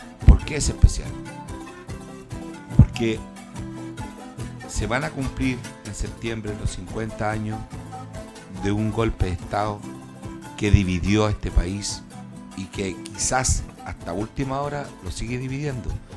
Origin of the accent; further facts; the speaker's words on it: Chile; somos todos chilenos